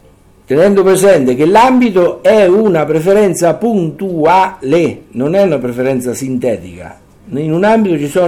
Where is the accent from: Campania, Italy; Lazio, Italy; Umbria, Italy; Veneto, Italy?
Umbria, Italy; Terni; io che vengo da Terni voglio andare a Caserta